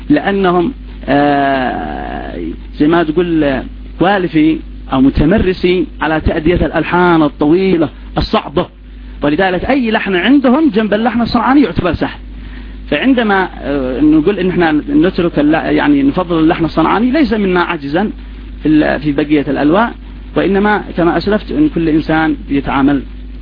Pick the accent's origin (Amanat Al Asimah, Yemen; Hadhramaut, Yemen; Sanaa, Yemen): Sanaa, Yemen; مش لأني ابن صنعاء لا، بس لأجل أننا تربيت في صنعاء وتربتي تربة صنعاني، ولذلك تأقلمت لهجتي